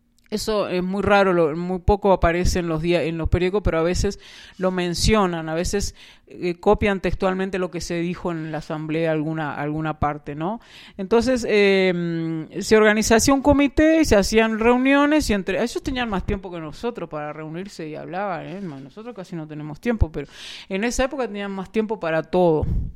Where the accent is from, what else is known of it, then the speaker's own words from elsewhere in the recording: Uruguay; no, nosotros somos uruguayos